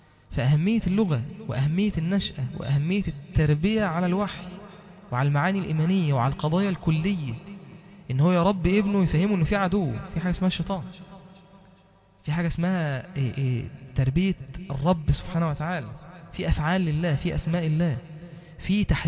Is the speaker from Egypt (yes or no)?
yes; Egypt; first language Arabic; انا اكون راجل مسلم مصري بتكلم عربي لغتي الام